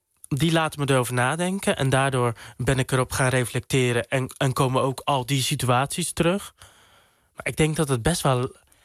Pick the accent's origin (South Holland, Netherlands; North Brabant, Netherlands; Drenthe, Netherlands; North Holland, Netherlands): South Holland, Netherlands; Dordrecht; Ik groeide op in Sterrenburg 3. Een wijk in Dordrecht, best wel ver van het centrum vandaan. Ik vond het daar best wel rustig. Er waren veel kinderen van mijn leeftijd waar ik mee kon spelen. Het was een hele witte wijk